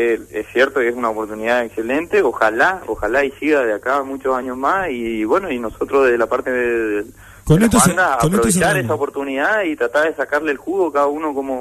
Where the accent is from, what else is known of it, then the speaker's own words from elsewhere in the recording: Monte Caseros, Corrientes, Argentina; yo soy de Montecasero